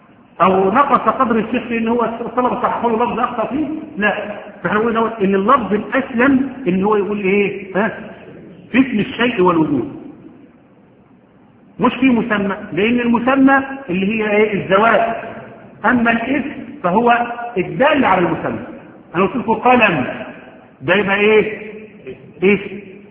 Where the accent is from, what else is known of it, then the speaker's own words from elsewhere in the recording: Egypt; حتى احنا عندنا كمصريين